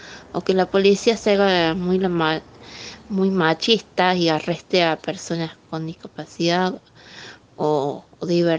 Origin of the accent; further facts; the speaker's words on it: Córdoba, Argentina; Soy de Córdoba y tenemos varias sorpresas para la marcha.